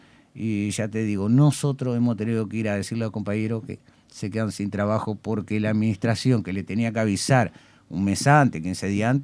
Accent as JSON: {"language": "Spanish", "country": "Uruguay", "said": "O sea, somos todos uruguayos."}